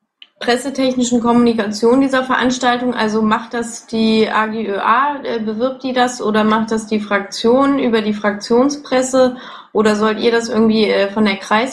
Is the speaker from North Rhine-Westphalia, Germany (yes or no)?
yes; Dortmund, North Rhine-Westphalia, Germany; Ja, ich komme aus Dortmund